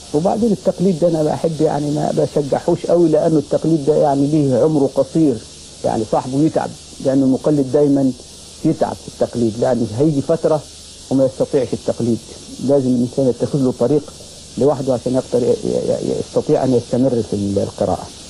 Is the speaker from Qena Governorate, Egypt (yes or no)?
yes; Armant, Qena Governorate, Egypt; أنا والله من الصعيد من بلد اسمها أرمنت محافظة قنا.